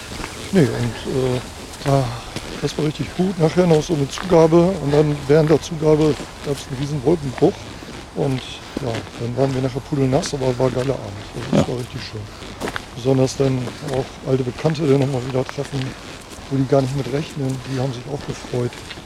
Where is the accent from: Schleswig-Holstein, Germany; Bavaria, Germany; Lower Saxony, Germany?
Lower Saxony, Germany; Da war vor Jahren mal eine Band oben aus meiner alten Heimat aus Friesland.